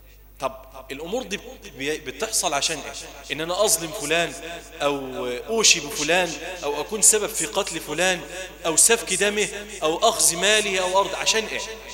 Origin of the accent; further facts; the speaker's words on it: Egypt; ونسأل الله عز وجل أن يحفظ بلدنا مصر وأن يجعلها واحدة للأمن والأمان